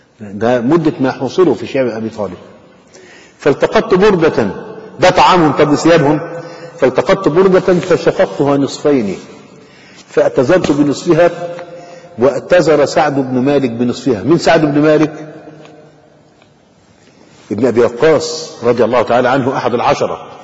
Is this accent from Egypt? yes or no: yes; Egypt; لكن عندنا في مصر مثلا